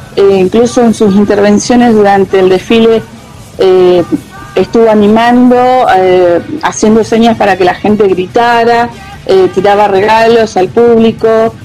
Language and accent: Spanish; Cipolletti, Río Negro, Argentina; ¿vos sos de acá, de Cipolletti? Le digo, sí, le digo, yo soy de acá.